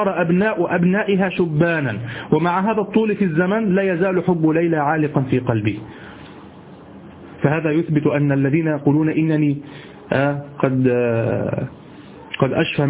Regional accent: Egypt; هو الذي يعرف عندنا في مصر السديري، الصاب هو طبعا، لكن نحن نقول سديري،

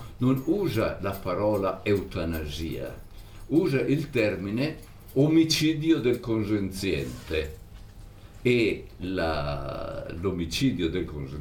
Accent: Reggio Emilia, Emilia-Romagna, Italy; born there; anch'io sono nato a Reggio Emilia

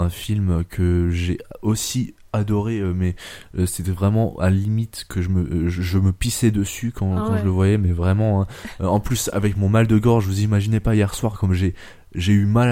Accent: France; Ensuite, il est sorti au Japon le 20 juillet 2013 et sorti chez nous en France que le 15 janvier, un truc comme ça.

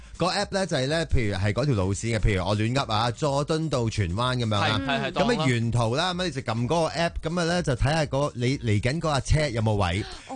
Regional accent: China; 始终我哋都系中国人啦，礼义之邦。

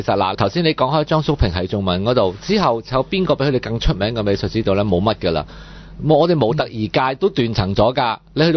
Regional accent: Hong Kong; 我哋香港邊有咁多人啫？人口有老化

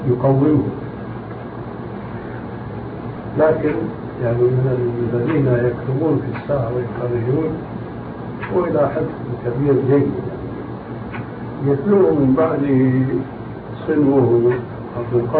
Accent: Syria; also born or lived in Albania; now in Amman, Jordan; عندنا في عمان وهو أولا ألباني وسوري مثلي

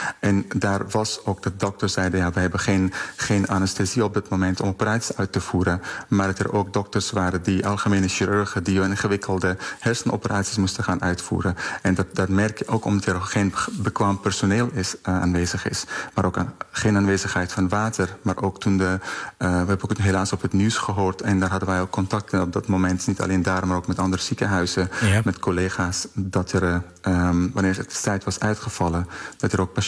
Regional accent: Afghanistan; ik kom zelf uit Afghanistan

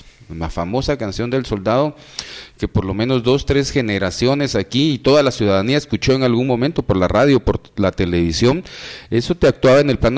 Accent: Guatemala; Gente que viene de la Primero de Julio, de la Justo Rufino Barrios, ahí crecí yo, ahí nací en la Justo Rufino Barrios, también la conozco.

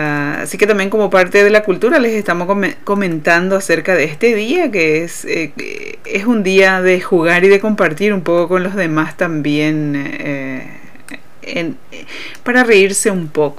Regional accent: Paraguay; No solamente lo decimos nosotros porque somos paraguayos

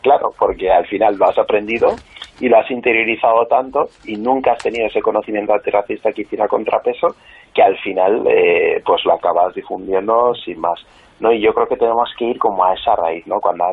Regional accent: Huesca, Aragon, Spain; born there; con ser una persona negra, como es mi caso, ya que yo nací en Huesca

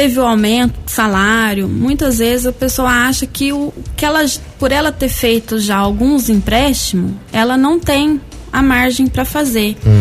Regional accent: Guaxupé, Minas Gerais, Brazil; now in Guaranésia, Brazil; Sou de Guaxupé.

